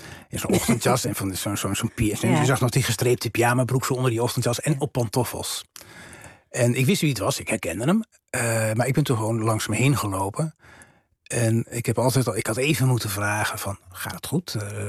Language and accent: Dutch; Rijssen, Overijssel, Netherlands; toen ik in Rijssen woonde, als jongetje van een jaar of 9. In een zwarte kousen milieu, streng calvinistisch milieu.